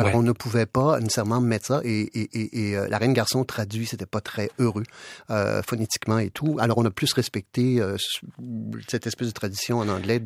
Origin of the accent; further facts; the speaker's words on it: Quebec, Canada; je dis souvent qu'en tant que Québécois, nous n'avons pas nécessairement une fascination, je dirais, pour la monarchie